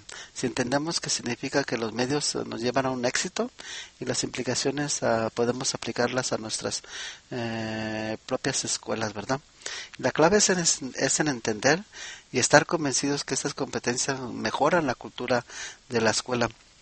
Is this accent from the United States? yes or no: yes; United States; El inglés, vamos a decir que es mi primer lengua académica. Fui aquí a la escuela en Estados Unidos desde muy pequeño y ahora empiezo a dominar el español académico.